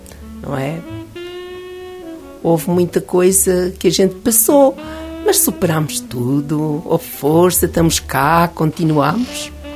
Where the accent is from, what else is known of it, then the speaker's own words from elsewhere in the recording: Figueira de Castelo Rodrigo, Guarda, Portugal; also born or lived in Luanda, Angola; Fui para a terra dos meus sogros, porque era uma vila, a vila de Belmonte, e a minha terra era uma aldeia, Figueira de Castel Rodrigo, não uma aldeia de Figueira. E então fiquei lá